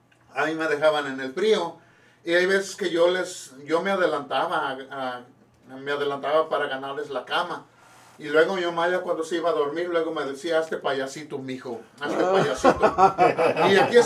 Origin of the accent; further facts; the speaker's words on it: Cuernavaca, Morelos, Mexico; also born or lived in State of Mexico; Soy del Estado de México, pero desde chiquillo yo me fui para la ciudad de Cuernavaca, Morelos. Así que yo soy más morelense